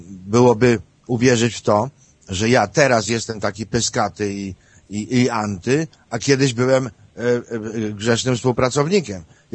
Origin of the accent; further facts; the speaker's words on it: Lesser Poland, Poland; born there; urodziłem się na granicy z Zakopanem